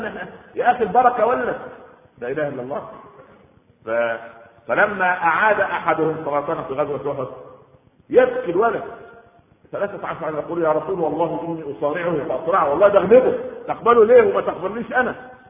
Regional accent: Egypt; عندنا في مصر

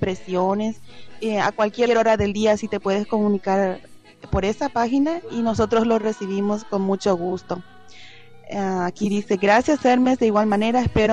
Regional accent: Paraguay; porque como nosotros somos paraguayos, pues queremos escuchar algo de Paraguay también

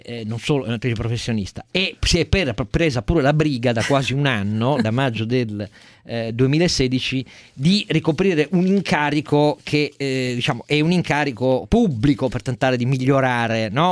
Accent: Turin, Piedmont, Italy; io da torinese

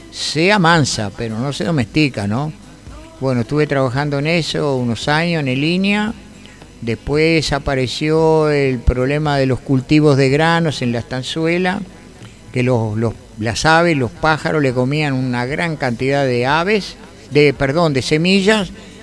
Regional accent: Montevideo, Uruguay; yo soy oriundo de Montevideo, el barrio Atahualpa. Y siempre me quedé por esa zona

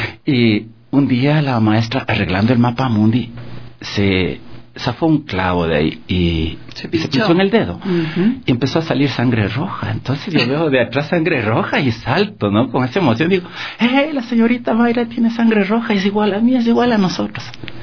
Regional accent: Quito, Pichincha, Ecuador; also born or lived in Salinas; Yo soy de Salinas, del Valle del Chota. Tenía 4 años cuando venimos acá a Quito.

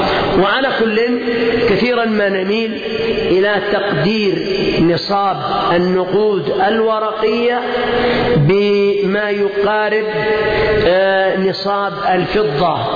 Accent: Yemen; لأن 100,000 عندنا في اليمن ممكن تأتي حق 3-4 شياه

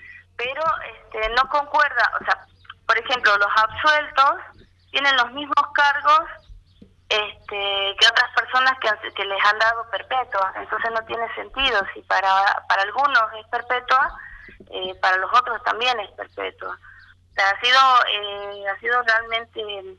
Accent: Tucumán, Argentina; soy de Tucumán.

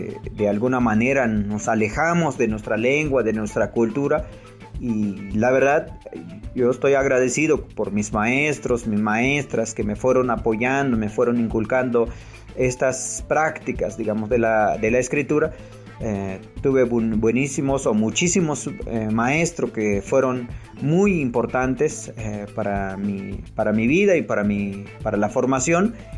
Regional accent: Jocosic, Chiapas, Mexico; soy originario de Jocosic, municipio de Huistán, Chiapas.

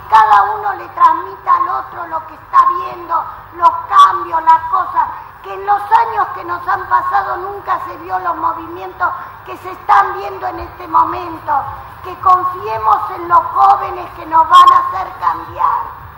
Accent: Argentina; Acá no hay un anti ni un pro contra nada. Somos todos argentinos.

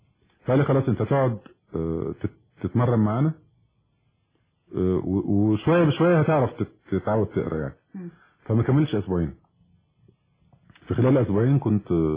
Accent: Egypt; دورنا احنا كمصريين دايما احنا اللي بنصلح

